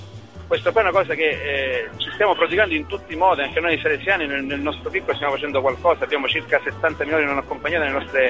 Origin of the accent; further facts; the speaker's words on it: Sicily, Italy; io sono siciliano, fino al 2012, dal 2006 al 2012 sono stato a Palermo in una casa nostra salesiana